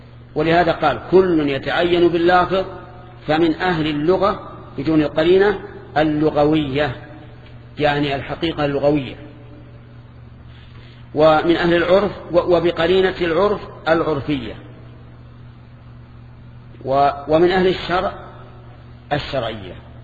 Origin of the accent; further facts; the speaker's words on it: Najd, Saudi Arabia; أما عندنا في نجد فالشات هي الأنثى من الظأن